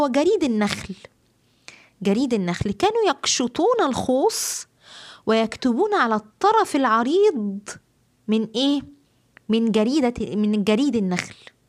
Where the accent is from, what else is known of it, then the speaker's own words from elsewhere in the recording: Egypt; وطبعا البردعة عندنا في مصر بتكون إيه جلد